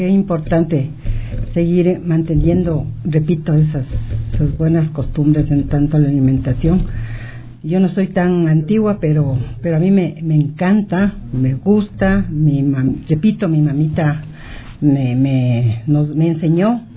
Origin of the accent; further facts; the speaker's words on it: Riobamba, Chimborazo, Ecuador; soy de Riobamba, pero en Riobamba yo diría que es la única mágica auténtica de todo el Ecuador.